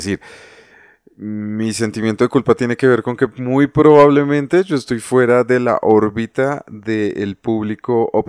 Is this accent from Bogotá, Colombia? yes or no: yes; Bogotá, Colombia; yo nací y me crié en el Tunal.